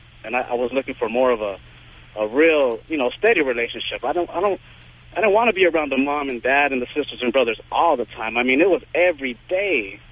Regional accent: Puerto Rico; I mean, I'm Puerto Rican. I'm from Puerto Rico.

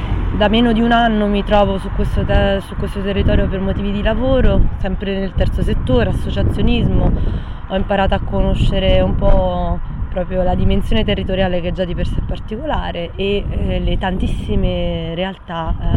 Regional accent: Naples, Campania, Italy; Io vengo da Napoli, vivo a Napoli, ho sempre vissuto ormai da 15 anni a questa parte, da quando mi sono trasferita per l'università

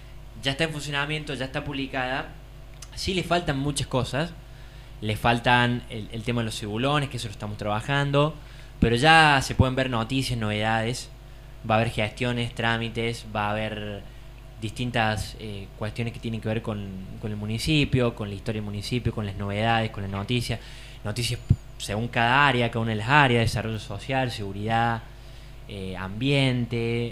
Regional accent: Argentina; Sería lindo que festejemos todos los días del año que somos argentinos

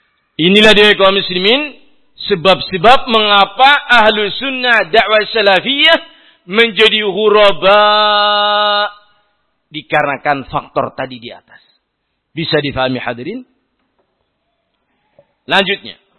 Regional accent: Central Java, Indonesia; Saya orang Banyumasan kok.

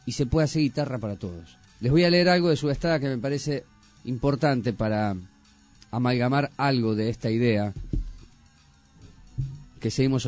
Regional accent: Lomas de Zamora, Buenos Aires Province, Argentina; Somos de Lomas de Zamora. Aquí arrancamos con este colectivo de papel. Ahí nos conocimos una década atrás en el tiempo. Nos reconocemos como parte de esta zona del conurbano bonaerense.

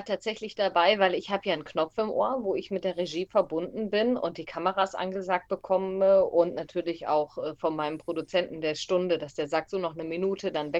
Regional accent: Stade, Lower Saxony, Germany; Ich bin ja auch aus dem Hamburger Land. Ich bin ja ein Stader Kind. Und bin in Hamburg dann zu meiner Ausbildung bei Schwarzkopf TV gewesen

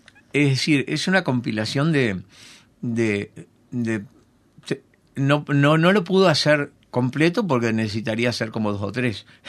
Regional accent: Corralitos, Salto, Uruguay; Soy de Corralitos, de una colonia de italianos.

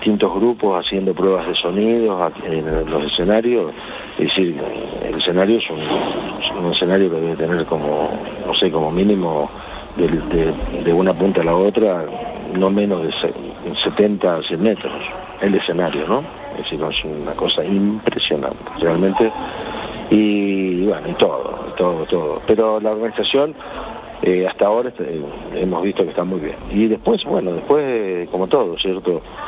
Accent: Argentina; En este momento es uno de los puntos turísticos más importantes que hay en mi país, ¿no?

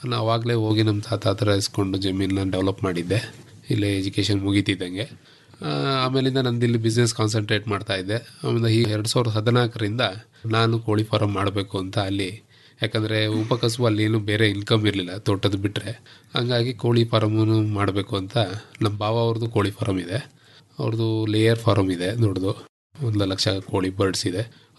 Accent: Bedarahalli, Karnataka, India; Sir, ನಾವು basically ಬೇಡರಳ್ಳಿಯವರು, ಬೇಡರಳ್ಳಿ K R ನಗರ ತಾಲೂಕು ಹೆಬ್ಬಾಳು ಹೋಬಳಿ.

